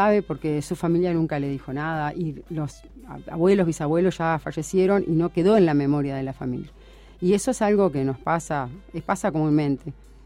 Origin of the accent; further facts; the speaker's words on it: Uruguay; nosotros, como uruguayos, por ejemplo, nos falta esa pata de la mesa de la identidad.